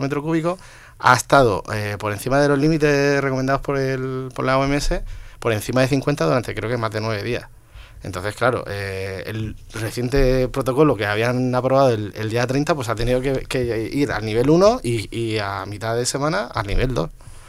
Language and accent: Spanish; Region of Murcia, Spain; como soy murciano, pues ya la tierra me ha tirado, he estado allí este fin de semana